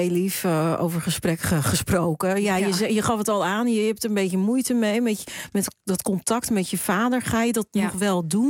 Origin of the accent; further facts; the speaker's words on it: Netherlands; Ik ben in Nederland opgegroeid. Ik ben opgegroeid met mijn moeder.